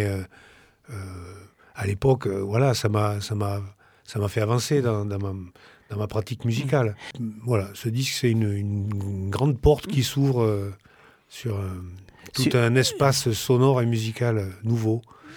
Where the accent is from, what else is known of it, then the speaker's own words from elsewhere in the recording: Bordeaux, Nouvelle-Aquitaine, France; Moi, je suis bordelais, quoi, donc ouais. J'étais du coin.